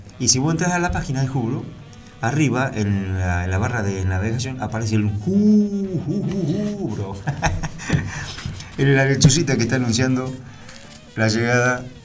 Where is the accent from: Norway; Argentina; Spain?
Norway; born there; Spanish is a second language; soy ante todo un baterista, pero también un compositor y director de bandas. Nací en Noruega en el año 82, vivo en Bergen desde el año 2004.